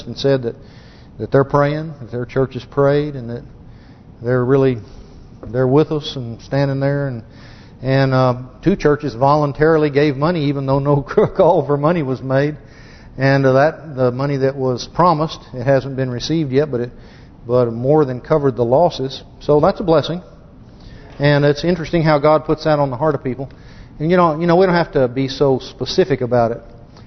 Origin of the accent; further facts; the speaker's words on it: United States; I'm an American, obviously.